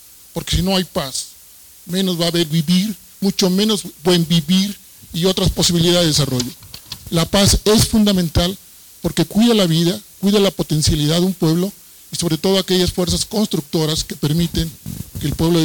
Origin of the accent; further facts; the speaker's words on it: Mexico; nosotros venimos de México